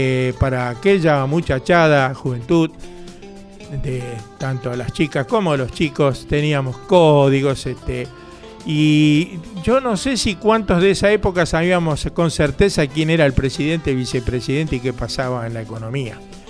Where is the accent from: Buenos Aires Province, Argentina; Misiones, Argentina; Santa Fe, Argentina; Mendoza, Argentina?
Buenos Aires Province, Argentina; Bernal; also born or lived in Quilmes; Yo siempre nací en Quilmes, pero la mayoría de mi vida pasó en Bernal, y está pasando en Bernal.